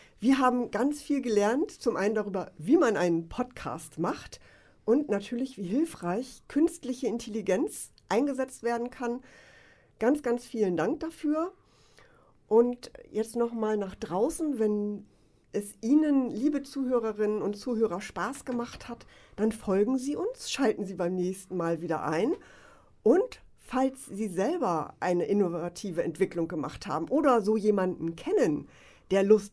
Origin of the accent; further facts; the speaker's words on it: Wolfsburg, Lower Saxony, Germany; Denn ich komme aus einer Autostadt, aus Wolfsburg